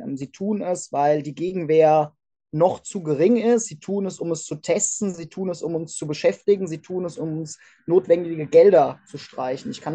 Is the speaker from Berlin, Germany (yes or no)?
no; Hesse, Germany; die Fregatte Hessen, also die leider auch noch mein Heimatbundesland Name trägt